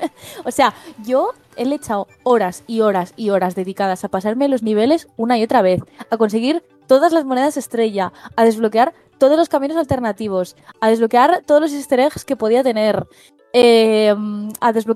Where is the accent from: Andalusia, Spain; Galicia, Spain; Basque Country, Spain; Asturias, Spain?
Asturias, Spain; Un juego hecho en mi tierra, en Asturias